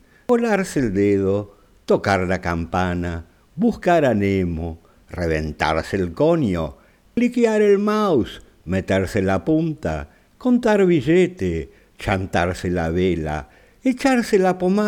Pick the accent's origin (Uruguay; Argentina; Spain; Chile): Argentina; Por lo menos es lo que yo interpreto aquí en mi país, Argentina.